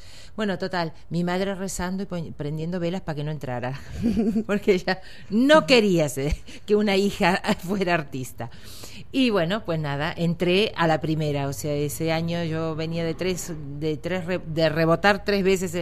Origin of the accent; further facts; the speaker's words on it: Argentina; accent: Argentine; me piden que fuerce o que disimule mucho mi acento argentino.